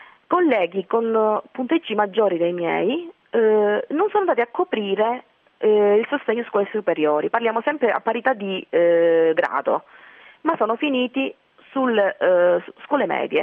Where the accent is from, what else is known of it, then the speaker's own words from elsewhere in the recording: Calabria, Italy; Quindi io sono calabrese